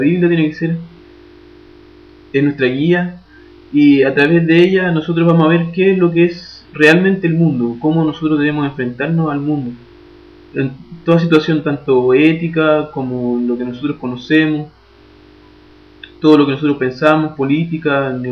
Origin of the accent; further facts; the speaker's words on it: Chile; now in Brazil; un chileno estudiante de teología. Actualmente estoy estudiando en un seminario de la Iglesia Presbiteriana de Brasil. Estoy preparándome para ser pastor de mi iglesia en Chile, de la Iglesia Presbiteriana Nacional.